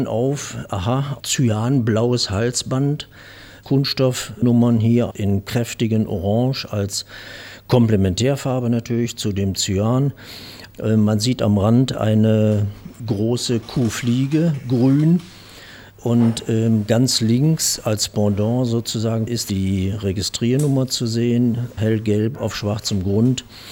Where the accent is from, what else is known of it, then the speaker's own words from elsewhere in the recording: Straelen, North Rhine-Westphalia, Germany; born there; mit meinem Geburtsort, nähe der niederländischen Grenze in Strahlen. Wir hatten zu Hause selber einen landwirtschaftlichen bzw. Gartenbaubetrieb.